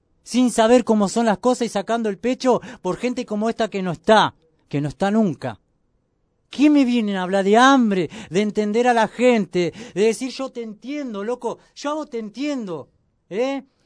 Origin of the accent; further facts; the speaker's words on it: Argentina; Porque como una familia paraguaya la está sufriendo como yo siendo argentino.